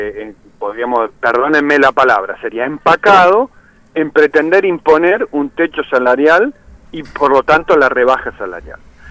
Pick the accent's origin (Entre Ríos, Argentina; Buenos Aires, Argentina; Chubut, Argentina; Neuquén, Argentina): Neuquén, Argentina; yo soy de Neuquén, así que imagínense